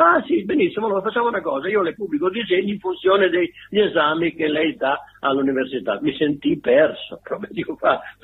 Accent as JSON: {"language": "Italian", "town": "Mocoglio", "region": "Emilia-Romagna", "country": "Italy", "tie": "born there", "said": "io, che venivo un pochino dalla montagna, sono nato là a Mocoglio, che è un paesino modenese"}